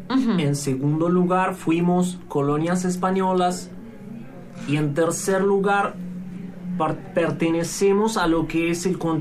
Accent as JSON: {"language": "Spanish", "country": "Ecuador", "said": "Yo vengo de Ecuador"}